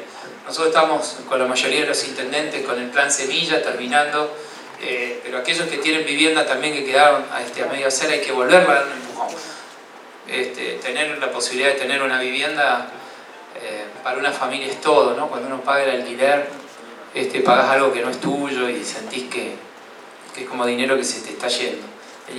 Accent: San Francisco, Córdoba, Argentina; born there; soy una persona del interior, nací en San Francisco, un pueblo pegadito a Santa Fe

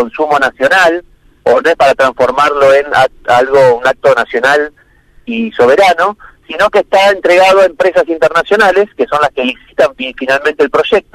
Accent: Río Negro, Argentina; el Golfo San Matías, que es de donde yo soy, digamos, yo vivo acá en Las Grutas, frente al mar

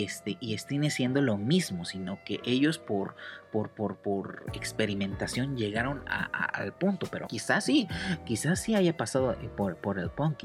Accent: Cuernavaca, Morelos, Mexico; Por ahí también todos los que somos de Cuernavaca, ahí llegábamos

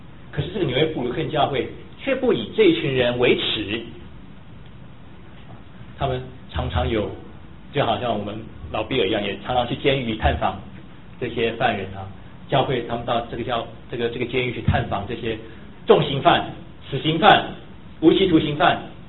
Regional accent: Taiwan; 我从台湾来的时候

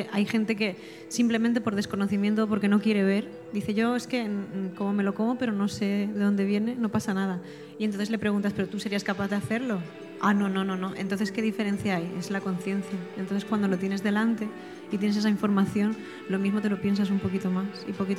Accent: Alicante, Valencian Community, Spain; Pues yo no soy de aquí, soy de Alicante y me han raptado para venir.

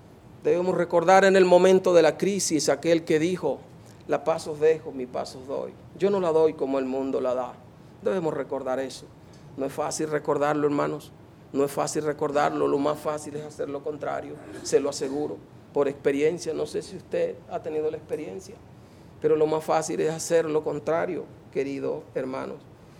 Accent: Venezuela; ¿Cómo tener gozo como venezolano en medio de la crisis que estamos pasando?

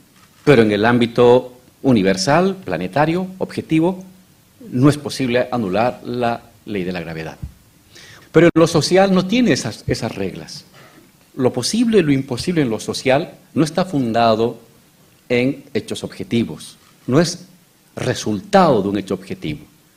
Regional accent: Bolivia; Hace 20 años, en mi país, Bolivia

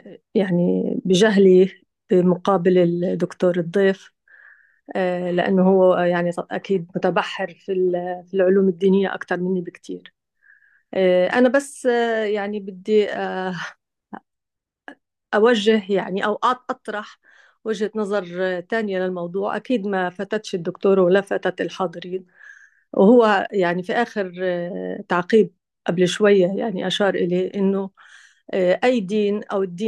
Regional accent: Palestine; أنا طبعا جاية زي ما كتير منكم عارفين من أنا فلسطينية، حاليا إحنا بنعيش بوضع إبادة حقيقي

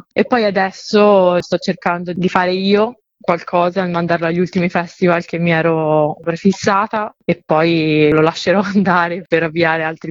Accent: Tuscany, Italy; Io sono toscana e insieme a questo racconto del folklore della mia terra

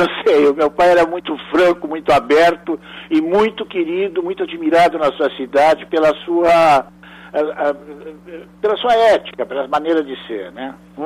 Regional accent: Rio Grande do Sul, Brazil; eu fui criado no Pampa. Uhum. Era rodeado aquela paisagem enorme, né, e fixa, né?

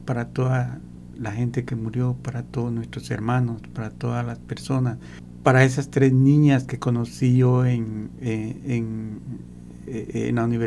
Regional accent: Petén, Guatemala; Yo emigré a Guatemala, a la ciudad capital, a principios de los 70, especialmente para estudiar.

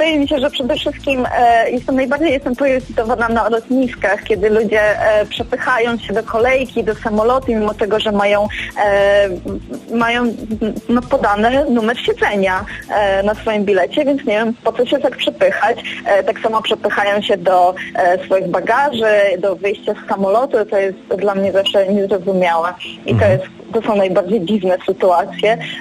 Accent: Kraków, Lesser Poland, Poland; ponieważ ja jestem z Krakowa

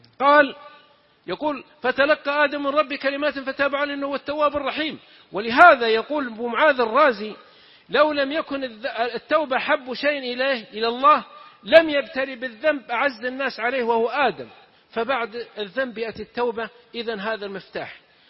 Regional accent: south, Saudi Arabia; نكتة عندنا من السعودية من الجنوب، واحد من جماعتنا من قبيلتنا طبعا اختلف مع أهل قريتي، تعرفون المجتمع القبلي كثير الخلاف كثير الشقاق

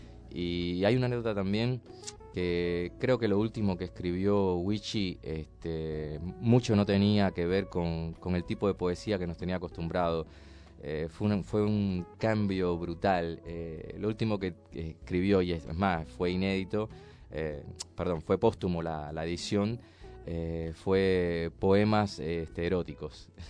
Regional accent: Cuba; now in Argentina; Así que, bueno, prefiero y aparte me enorgullece mucho de, digamos, mi nacionalidad y... Así que estoy re contento de que me digan … aparte ya estoy tan acostumbrado que escucho … ya enseguida miro.

